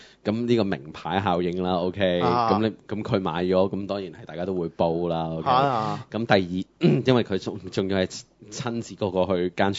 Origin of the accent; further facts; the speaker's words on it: Hong Kong; 即係我哋香港人又好，甚至其他嘅人對於佢嘅汽車個款式嚟講先啦